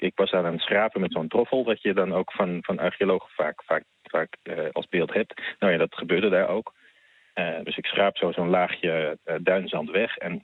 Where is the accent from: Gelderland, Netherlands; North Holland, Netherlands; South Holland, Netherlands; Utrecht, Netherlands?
North Holland, Netherlands; Beverwijk; also born or lived in Heemskerk; En ik was ook bij een amateurvereniging in Beverwijk en Heemskerk, waar ik vandaan kom, actief.